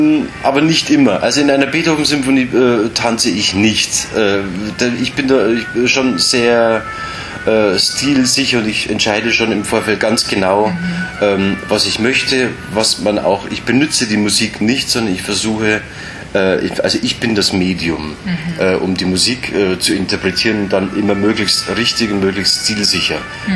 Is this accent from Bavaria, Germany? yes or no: yes; Munich, Bavaria, Germany; der mir natürlich als Münchner nahe liegt, weil ich die ganzen bayerischen Elemente natürlich gut interpretieren und deuten und vor allem auch fühlen kann.